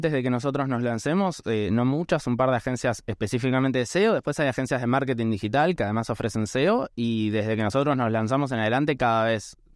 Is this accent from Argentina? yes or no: yes; Argentina; esta obligación moral también que creo que tenemos como argentinos de intentar descentralizar el país de la capital federal